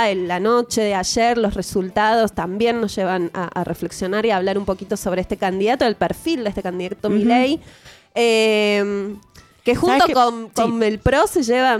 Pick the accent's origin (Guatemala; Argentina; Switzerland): Argentina; esas coyunturas dramáticas que vivió uh-huh. la Argentina y que vivimos como argentinos.